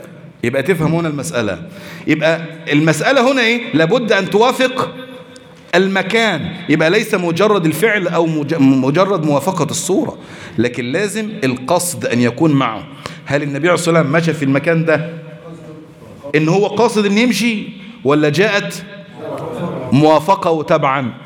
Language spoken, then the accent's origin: Arabic; Egypt; ده احنا مصريين، مصر ام الدنيا